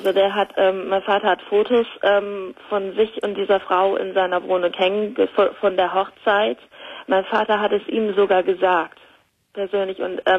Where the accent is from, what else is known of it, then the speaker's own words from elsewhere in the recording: Germany; moved away; Nein, ich bin Deutsche. Ich wohne seit 10 Jahren hier drüben und ja, fühle mich auch ganz wohl hier.